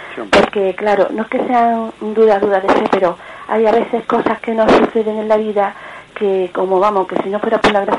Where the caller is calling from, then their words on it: Córdoba, Andalusia, Spain; soy de Córdoba.